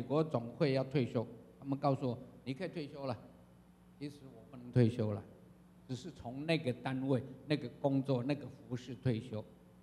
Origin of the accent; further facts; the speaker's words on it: China; 我要告诉各位，我们中国人真了不起哈